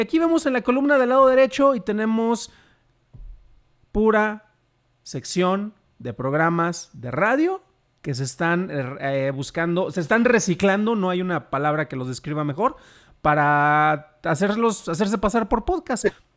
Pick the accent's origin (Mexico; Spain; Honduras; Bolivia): Mexico; Jalisco; born there; Saludos a la banda que nos está escuchando, viendo allá en mi estado natal.